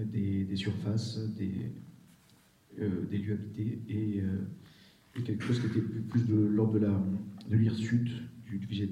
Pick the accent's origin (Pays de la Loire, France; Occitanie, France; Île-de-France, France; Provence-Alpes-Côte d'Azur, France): Provence-Alpes-Côte d'Azur, France; Marseille; born there; Moi je suis plutôt d'originaire du sud, c'est-à-dire que je suis né à Marseille, donc ce ne sont pas les mêmes latitudes, pas les mêmes climats, pas les mêmes lumières.